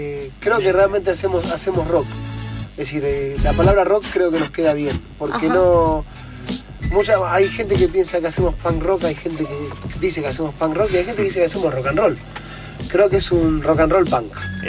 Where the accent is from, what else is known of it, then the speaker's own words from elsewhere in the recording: Argentina; yo tengo que entender que como argentino